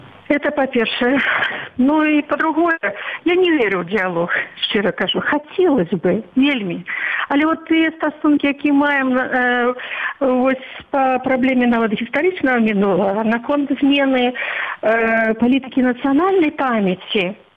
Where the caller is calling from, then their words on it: Minsk, Belarus; Я з Мінска ж прамаўляю.